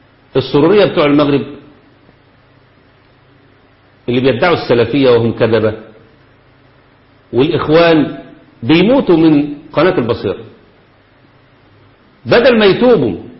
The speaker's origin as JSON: {"language": "Arabic", "town": "Manzala", "region": "Dakahlia", "country": "Egypt", "tie": "born or raised there", "said": "وكان عندنا في مصر في المنصوره محافظه الدقهليه مركز اسمه مركز المنزله"}